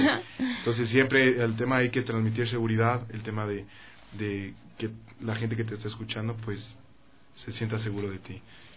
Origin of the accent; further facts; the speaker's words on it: Ecuador; Hay mucha gente que no sabe que soy ecuatoriano, pero estoy en la lucha de hacerme conocer en el tema de que realmente es música producida en Ecuador.